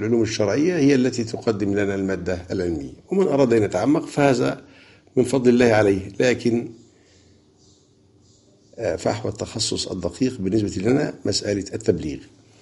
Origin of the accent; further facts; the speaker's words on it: Egypt; عندنا في مصر قراءة حفص